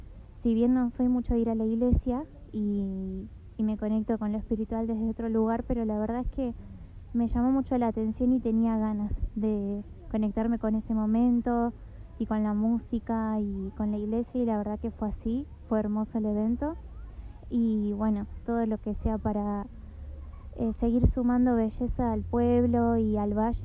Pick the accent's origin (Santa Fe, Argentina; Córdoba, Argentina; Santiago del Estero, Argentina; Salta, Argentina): Córdoba, Argentina; Nono; Bueno, yo soy de acá de Nono, del barrio de Sausalito de las Esculturas.